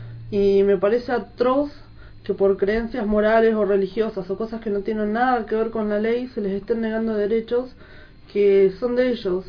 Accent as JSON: {"language": "Spanish", "town": "Cinco Saltos", "region": "Río Negro", "country": "Argentina", "said": "soy de Cinco Saltos"}